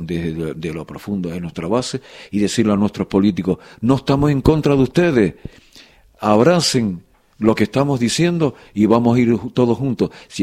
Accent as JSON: {"language": "Spanish", "region": "Canary Islands", "country": "Spain", "said": "Que vinimos de Canarias con una cultura nacionalista"}